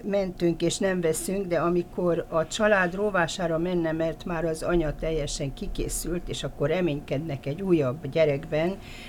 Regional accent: Transylvania, Romania; Én szerintem azért voltam érdekes neki, mert én ott születtem és ott éltem.

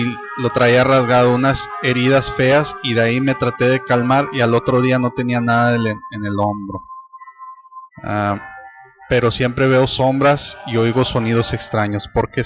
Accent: Veracruz, Mexico; Soy de Veracruz y estaba de vacaciones.

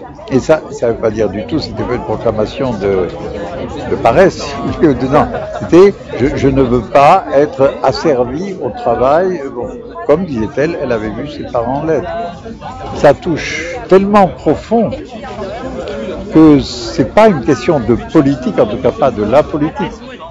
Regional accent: Strasbourg, Grand Est, France; parce que je ne suis pas parisien, donc je suis strasbourgeois.

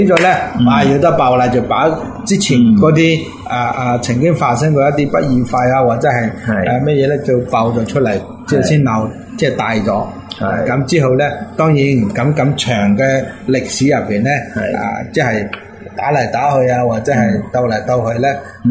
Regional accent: China; 类似我哋中国人讲嘅龙血

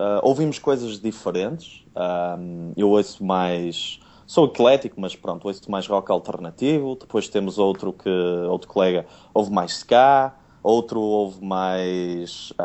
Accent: Porto, Portugal; accent: Porto; tenho o sotaque do Porto, não é?

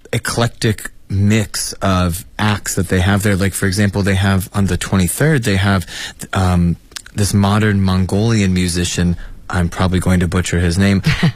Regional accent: United States; I know in my home country, the U.S., yeah, with so many holidays

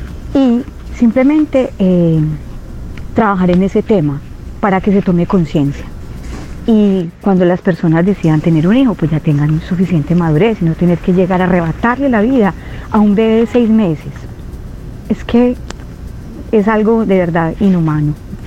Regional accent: Medellín, Antioquia, Colombia; now in Alicante, Spain; Alicante, España. Soy de Medellín.

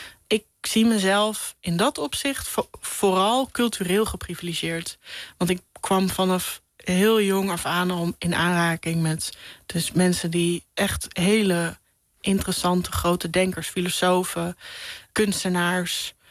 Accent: Hilversum, North Holland, Netherlands; also born or lived in Amsterdam; Dat het eerste van mijn jeugd woonden we in Amsterdam. En begaven we ons ook in een veel gemêleerder gezelschap dan nadat we naar Hilversum verhuisden.

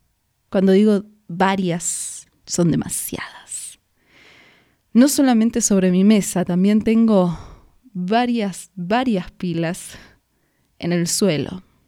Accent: Argentina; now in Mexico; Hace casi 10 años que vivo en México. Cuando salí de Argentina no existían las redes sociales.

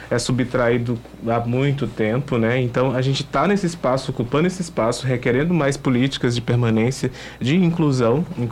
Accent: Goiás, Brazil; Eu sou de Goiás, do centro-oeste do país

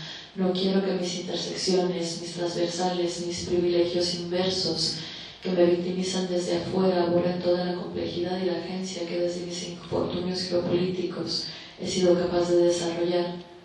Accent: Tijuana, Baja California, Mexico; moved away; yo soy de Tijuana, del norte de México, pero no vivo ahí desde hace mucho tiempo

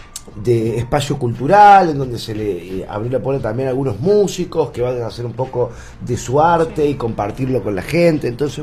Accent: Cosquín, Córdoba, Argentina; Yo soy nacido y criado acá en Cosquín.

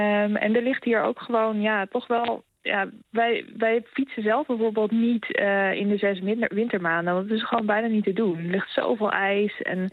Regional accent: Netherlands; now in Norway; wij zijn natuurlijk gewoon niet gewend om zo lang in de auto te zitten voordat je ergens bent. Daar moesten wij hier wel aan wennen.

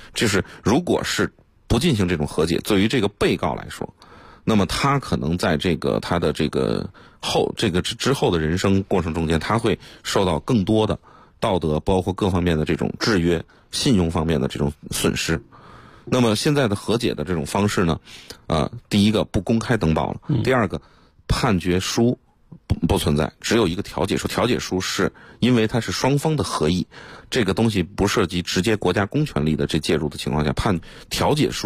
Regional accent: China; 这个本身我们中国人有点这种就是传统文化中间得饶人处且饶人

